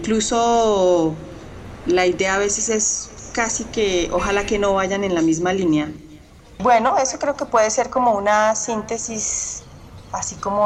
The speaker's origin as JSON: {"language": "Spanish", "country": "Colombia", "said": "soy artista sonora, soy compositora colombiana"}